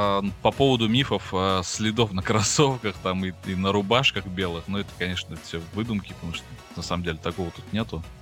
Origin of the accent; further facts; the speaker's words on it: Atyrau, Atyrau Region, Kazakhstan; now in Almaty, Kazakhstan; Ну, сравнивать мой родной город Атырау с Алматой, вот прям вот если по пунктам, будет как-то странно, потому что города абсолютно разные